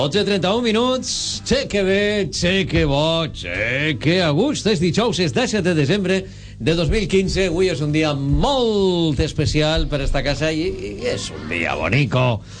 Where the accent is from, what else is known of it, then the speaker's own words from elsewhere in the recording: Valencian Community, Spain; del meu poble, del costat del meu poble